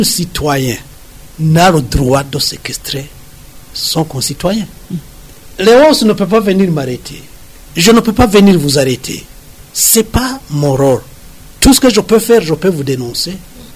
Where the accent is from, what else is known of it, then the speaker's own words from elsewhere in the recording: Burundi; On est Burundais avant tout. Et on est Burundais après toute cette histoire-là de différence, de division, de tralala.